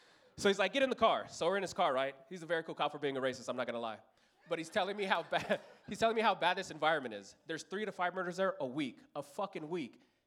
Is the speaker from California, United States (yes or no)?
yes; Los Angeles, California, United States; born or raised there